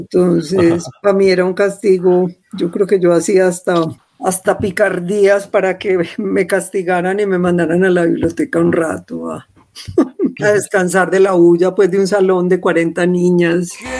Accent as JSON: {"language": "Spanish", "region": "Antioquia", "country": "Colombia", "tie": "born or raised there", "said": "Yo crecí en Laureles, que era un barrio lleno de lotes y de ratas."}